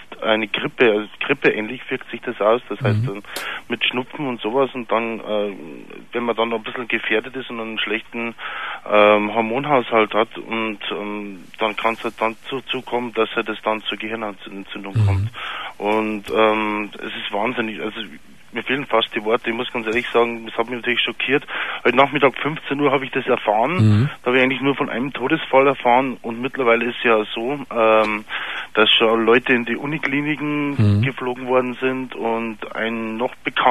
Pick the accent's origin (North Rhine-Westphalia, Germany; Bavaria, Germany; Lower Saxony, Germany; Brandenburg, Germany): Bavaria, Germany; Pfarrkirchen; Und ich bin ja aus Pfarrkirchen.